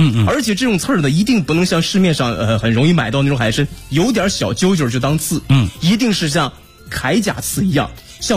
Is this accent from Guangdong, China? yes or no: no; Dalian, Liaoning, China; 实际上作为我家乡来说，如果您去过大连的话，你问问地道大连人都会告诉你，大家会吃干参。